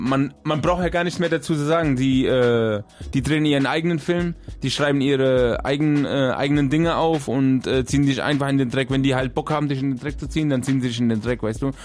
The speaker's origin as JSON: {"language": "German", "country": "Germany", "tie": "born there", "said": "also Deutschland ist mein Heimatland. Also ich bin hier geboren, ich fühle mich hier wohl und woanders kann ich mir jetzt gar nicht vorstellen."}